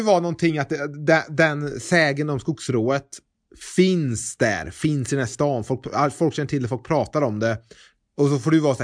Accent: Trollhättan, Västra Götaland County, Sweden; Och jag är från Trollhättan.

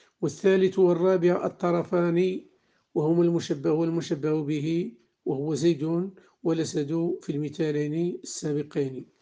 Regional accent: Morocco; واجعل بلدنا المغرب وبلاد

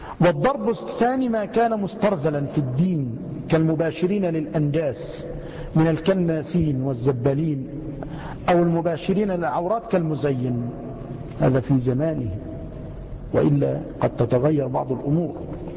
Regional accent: Egypt; مع أن الجزر والسماك عندنا في مصر يعني من نيرات

